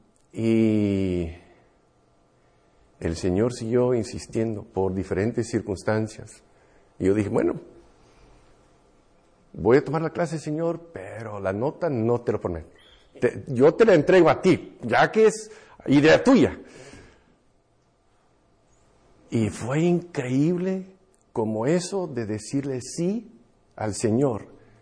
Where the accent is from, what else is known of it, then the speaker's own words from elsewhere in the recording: California, United States; Spanish is a second language; also born or lived in Guatemala; Soy de aquí, de California, pero tuve la oportunidad de estar en Guatemala, donde me enseñaron español por 17 años. Me fui la primera vez como estudiante en 1979.